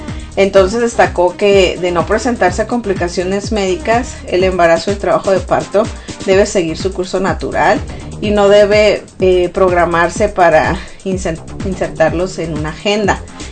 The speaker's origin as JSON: {"language": "Spanish", "town": "Ciudad Obregón", "region": "Sonora", "country": "Mexico", "said": "en Sonora, de donde yo soy, en Ciudad Obregón y alrededores"}